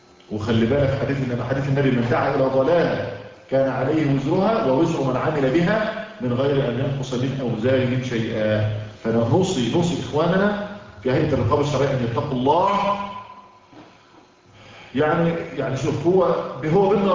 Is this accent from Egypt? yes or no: yes; Egypt; يعني عندنا في مصر مثلا على سبيل المثال